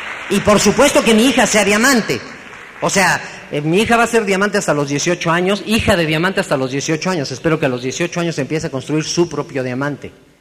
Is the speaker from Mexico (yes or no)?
yes; Mexico; como los mexicanos tuvimos un grave defecto